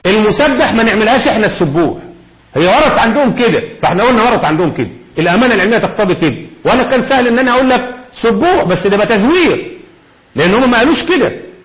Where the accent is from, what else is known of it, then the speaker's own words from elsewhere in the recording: Egypt; ده عبد العال دي موجود عندنا في مصر كتير.